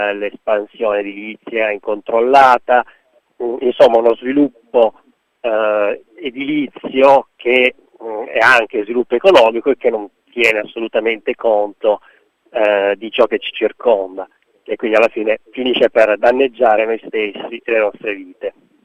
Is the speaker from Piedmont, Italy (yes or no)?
yes; La Morra, Piedmont, Italy; Io sono originario delle Langhe, sono di Lamorra